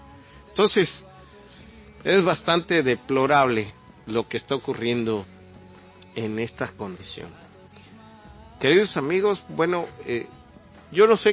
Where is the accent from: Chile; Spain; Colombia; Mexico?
Mexico; como sociedad, como mexicanos, o en este caso como los tamaulipecos